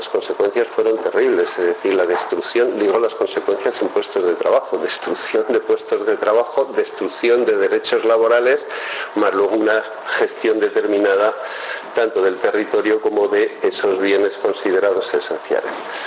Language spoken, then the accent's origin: Spanish; Castile and León, Spain; En mi tierra, que soy de Tierra de Campos, de Salamanca, de Sevilla, digo de Salamanca, perdón, Tierra de Campos se le llama